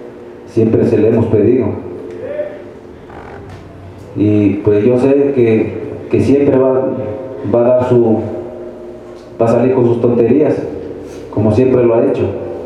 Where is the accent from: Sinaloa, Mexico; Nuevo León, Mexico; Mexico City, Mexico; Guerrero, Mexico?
Guerrero, Mexico; Tixtla; Yo soy originario de Tixla